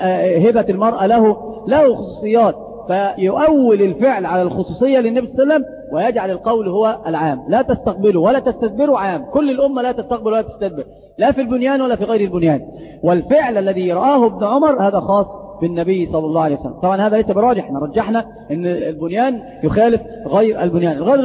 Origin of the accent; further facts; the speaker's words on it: Egypt; وترى عمرة الرجبية هذه عندنا في مصر منتشرة جدا